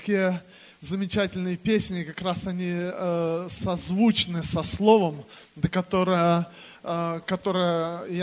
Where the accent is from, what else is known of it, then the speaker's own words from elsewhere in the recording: Bryansk Oblast, Russia; Я сам родом из Брянской области.